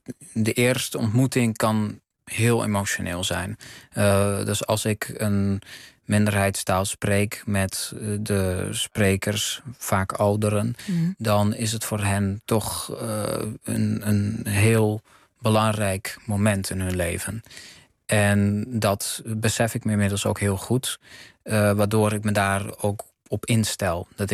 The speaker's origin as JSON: {"language": "Dutch", "town": "Amsterdam", "region": "North Holland", "country": "Netherlands", "tie": "born there", "said": "Ik ben in Amsterdam geboren."}